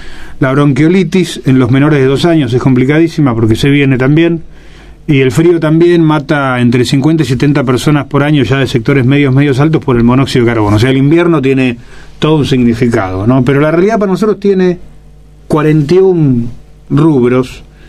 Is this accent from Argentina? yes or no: yes; Argentina; O sea, en mi país, yo trabajo en la Argentina haciendo granjas y huertas donde hay desnutrición infantil.